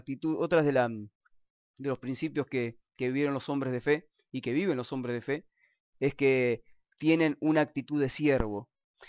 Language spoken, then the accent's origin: Spanish; Argentina; yo como por soy argentino lo digo, ¿no?